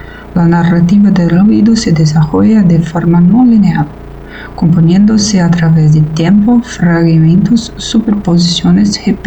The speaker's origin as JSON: {"language": "Spanish", "country": "Brazil", "second_language": "Spanish", "said": "aquí de Brasil. No hablo español, pero intentaré expresar algo."}